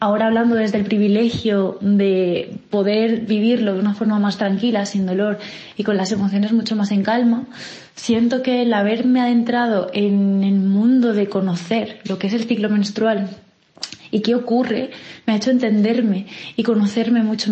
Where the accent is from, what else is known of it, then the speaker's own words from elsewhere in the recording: Alicante, Valencian Community, Spain; now in Granada, Spain; Hola, tengo 25 años y soy de Alicante, aunque viviendo en Granada.